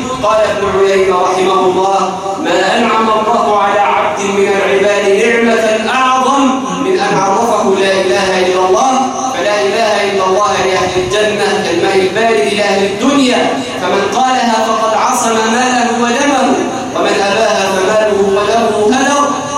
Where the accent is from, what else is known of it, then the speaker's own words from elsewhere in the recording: Egypt; اللهم جنب بلدنا مصر الفتن ما ظهر منها وما بطن